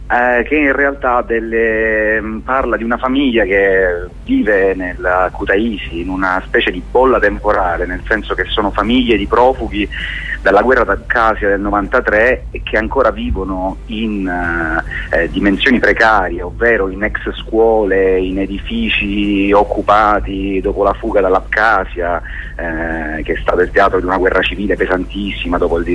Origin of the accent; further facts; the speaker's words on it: Palermo, Sicily, Italy; Beh, diciamo che io sono palermitano